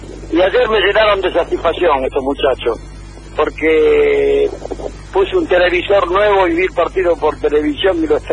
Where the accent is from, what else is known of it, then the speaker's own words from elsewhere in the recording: Buenos Aires, Argentina; now in Capilla del Monte, Argentina; de Capilla del Monte. Criado en mataderos y ahora afincado hace 56 años en Capilla del Monte